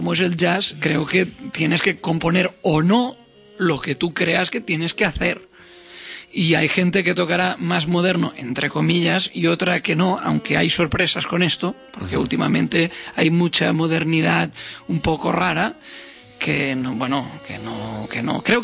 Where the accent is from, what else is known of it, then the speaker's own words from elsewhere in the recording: Catalonia, Spain; Soy catalán